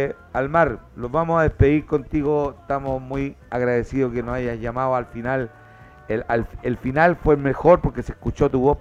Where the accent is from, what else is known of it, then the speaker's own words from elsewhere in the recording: Chile; Si no sufrir, no soy chileno.